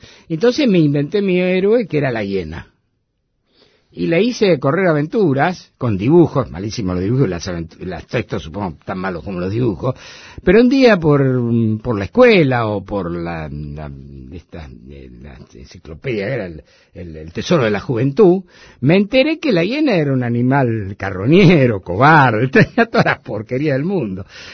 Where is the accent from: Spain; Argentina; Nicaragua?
Argentina; Buenos Aires; born there; yo nací en La Boca. En un conventillo de La Boca, en Gavotti Durance, todavía está.